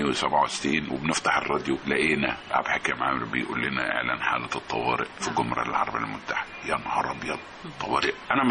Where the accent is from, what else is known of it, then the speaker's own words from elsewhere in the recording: Tanta, Gharbia, Egypt; انا كنت انا من طنطا، وكنت كنت كويس قوي في والد يعني من عيله تجار، وكنت في كليه التجاره في طنطا